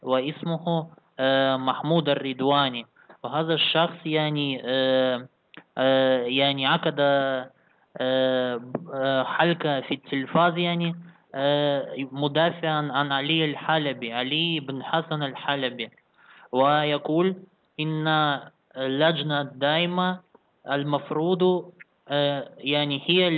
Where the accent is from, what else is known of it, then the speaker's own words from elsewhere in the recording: Egypt; أنا عندنا في مصر يوجد داين مشهور